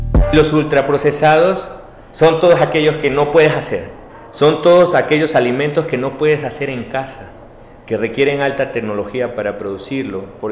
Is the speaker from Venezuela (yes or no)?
no; Mexico; venimos de México